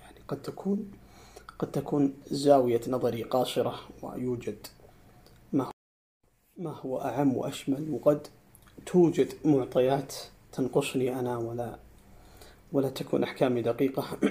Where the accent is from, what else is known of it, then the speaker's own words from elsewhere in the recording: Saudi Arabia; ما هي التيارات اللي عندنا في السعودية؟